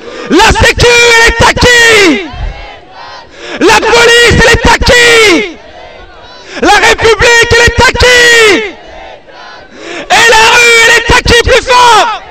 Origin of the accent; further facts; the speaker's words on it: Auvergne-Rhône-Alpes, France; je viens de Haute-Savoie.